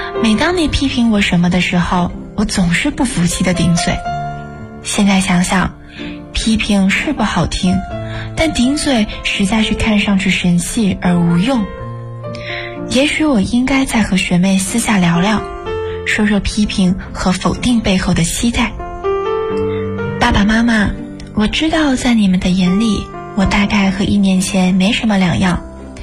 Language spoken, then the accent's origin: Chinese; Xiamen, Fujian, China; now in Nanjing, China; 来自福建厦门。我在南京大学，距离我的家乡1157公里。